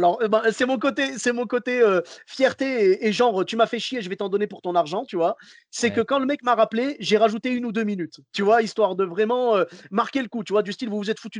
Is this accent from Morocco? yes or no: yes; Morocco; Ah, écoute, je suis marocain jusqu'au bout.